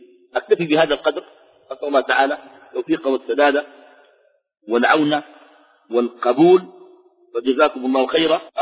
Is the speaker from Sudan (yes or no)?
yes; Sudan; وأنا سوداني بالجنسية السودانية